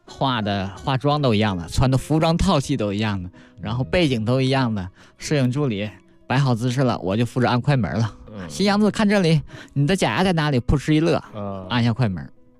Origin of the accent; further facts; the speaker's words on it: Jilin, China; 我当初是因为在我的家乡吉林